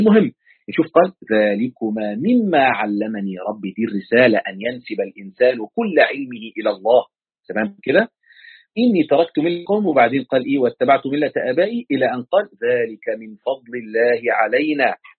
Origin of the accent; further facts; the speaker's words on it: Egypt; كنت أقول الولي عشان عندنا في مصر بيقول الولي يعني